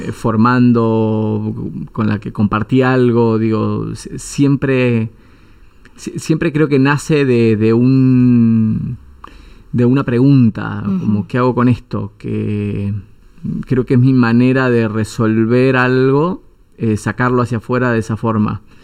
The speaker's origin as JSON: {"language": "Spanish", "town": "Anguil", "region": "La Pampa", "country": "Argentina", "tie": "born or raised there", "also_born_or_lived": "Victorica / Buenos Aires", "said": "Después viví toda mi infancia, fue en Anguil, la familia de mi mamá, o sea, mi mamá es de Anguil. Hice todo mi colegio primario y secundario en Anguil. Después también viví un poco en Victorica, bueno, y Buenos Aires, muchos años en Buenos Aires."}